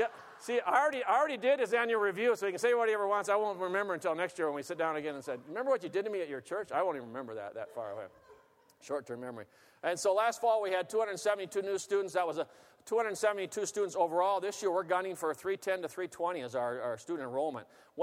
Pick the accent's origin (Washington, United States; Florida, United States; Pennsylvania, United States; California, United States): Washington, United States; Seattle; I grew up on the West Coast in Seattle area.